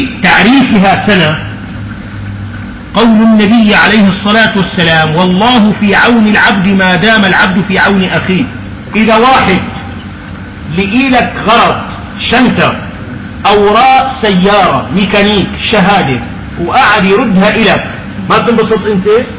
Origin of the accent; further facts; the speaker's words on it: Syria; لك انا من قطر السوري